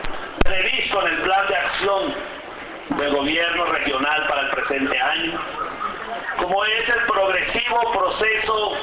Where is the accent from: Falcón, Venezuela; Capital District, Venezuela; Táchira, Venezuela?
Táchira, Venezuela; aquí nosotros somos venezolanos, tenemos derecho a hacer respetar nuestra tierra tachirense y venezolana